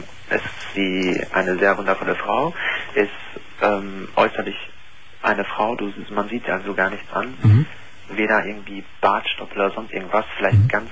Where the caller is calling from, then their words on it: North Rhine-Westphalia, Germany; ich komme hier aus Nordrhein-Westfalen